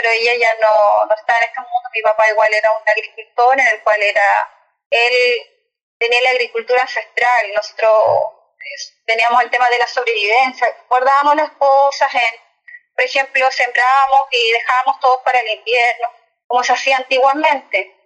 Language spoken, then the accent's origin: Spanish; Quitaquitra, Los Lagos, Chile; yo vengo de la comuna de San Pablo, ¿cierto?, de la localidad de Quitaquitra.